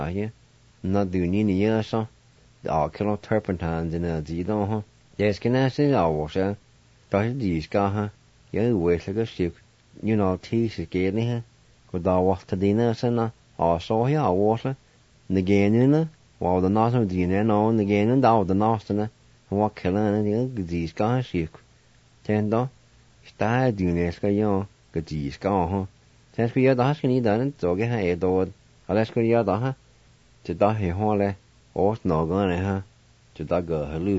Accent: Jay, Oklahoma, United States; will continue my stories about where I grew up in Jay, how our family life was when I was growing up and when I was attending school

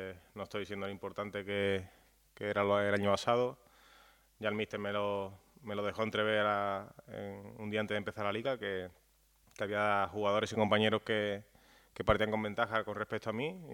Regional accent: Seville, Andalusia, Spain; Sí, un partido muy bonito, volver a Sánchez Pizjuán, a mi tierra.

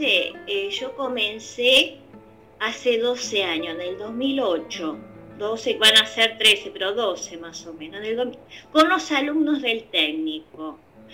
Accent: Ituzaingó, Buenos Aires Province, Argentina; yo soy de Ituzaingó, donde en los alrededores de la provincia no hay arte.

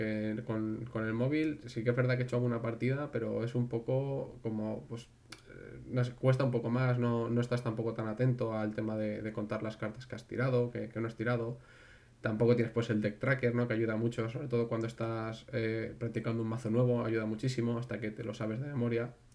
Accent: Valencia, Valencian Community, Spain; Buenas tardes, correcto, sí, soy de Valencia.

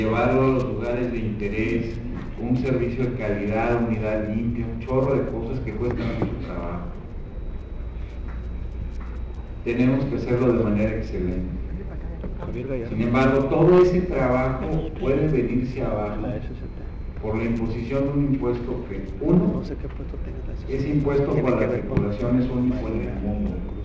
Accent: Mexico; Yo soy mexicano y vivo en México.

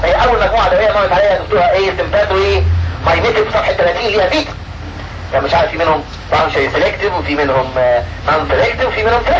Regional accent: Egypt; عندنا في مصر في السوق المصري

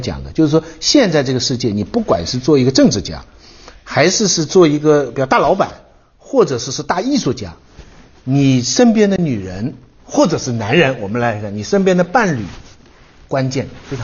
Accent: China; 我中国人还是别冠夫姓的好

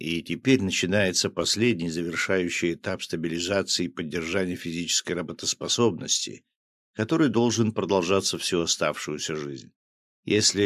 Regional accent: Smolensk, Smolensk Oblast, Russia; в последние годы в моем родном городе Смоленске, где я живу

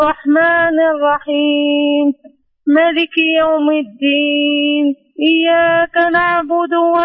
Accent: Morocco; من أنا مغربية.

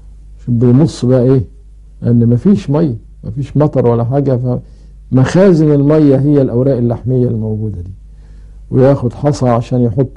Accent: Egypt; ومن العيلة دي برضو طائر ابو قردان عندنا في مصر اللي بيعيش على الديدان

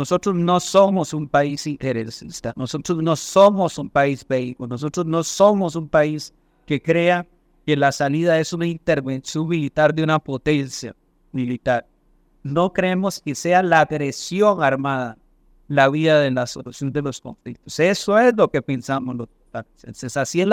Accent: Costa Rica; Por lo menos como costarricense

